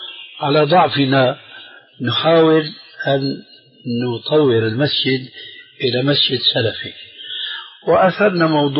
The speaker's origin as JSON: {"language": "Arabic", "town": "Damascus", "region": "Damascus Governorate", "country": "Syria", "said": "أخوه عندنا في دمشق"}